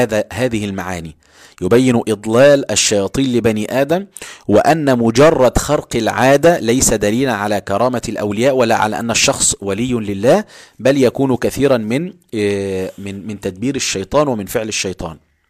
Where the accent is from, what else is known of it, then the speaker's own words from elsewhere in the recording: Egypt; والناس عندنا في مصر في بعض الأماكن في القاهرة وغيرها